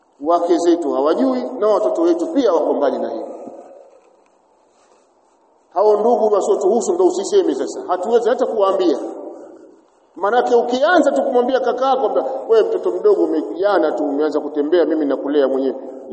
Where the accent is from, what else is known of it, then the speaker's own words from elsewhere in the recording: Tabora, Tanzania; Yupo shekhe mmoja alifika kaburini kule kwetu Tabora.